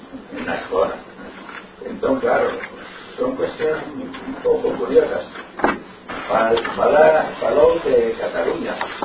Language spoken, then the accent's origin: Galician; Galicia, Spain; presentámonos como galegos